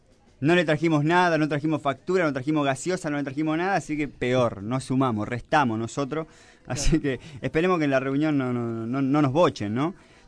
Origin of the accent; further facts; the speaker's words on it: Argentina; como todo argentino, siempre hay que negociar